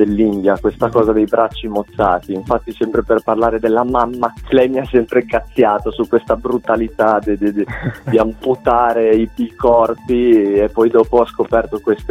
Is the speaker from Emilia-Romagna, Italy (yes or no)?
yes; Bologna, Emilia-Romagna, Italy; Io sono di Bologna e qua a Bologna sono partito come disegnatore